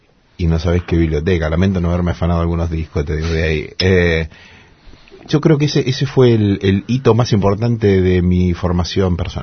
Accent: Lincoln, Buenos Aires Province, Argentina; Mi pueblo en Lincoln fue bastante pionero con el tema de la radio y también de la televisión por cable

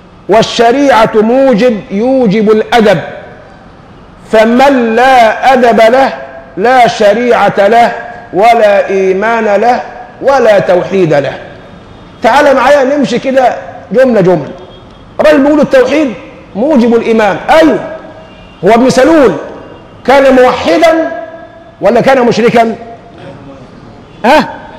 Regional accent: Egypt; احنا للان النازمه دي ماسكه في لساننا كمصريين

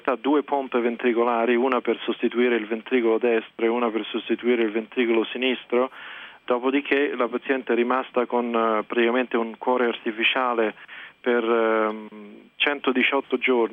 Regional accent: Rome, Lazio, Italy; moved away as an adult; now in United States; io praticamente sono nato e cresciuto a Roma, ho fatto l'università a Roma e poi mi sono, diciamo, trasferito qui per negli Stati Uniti per studiare

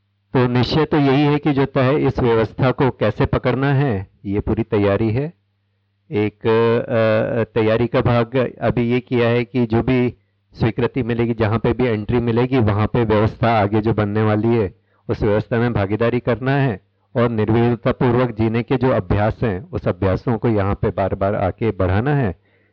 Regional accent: Raipur, Chhattisgarh, India; मैं रायपुर से आया हूँ।

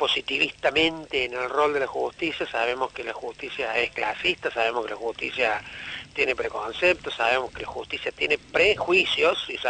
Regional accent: Argentina

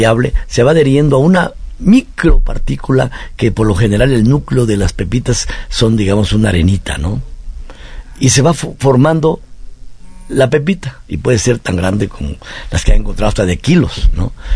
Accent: Arriaga, Chiapas, Mexico; born there; mi tierra en Arriaga, Chiapas

